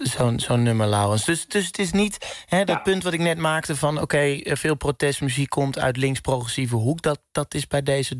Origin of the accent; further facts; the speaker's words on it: North Brabant, Netherlands; ik kom uit Brabant, maar dit is daar in februari vier dagen lang hoor je dit overal.